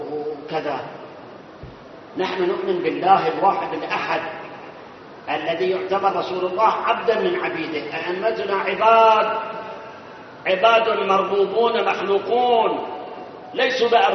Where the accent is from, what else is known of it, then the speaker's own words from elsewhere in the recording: Karbala, Karbala Governorate, Iraq; moved away; أنا أتذكر يوم 1971 يوم اللي احنا هربنا من كربلاء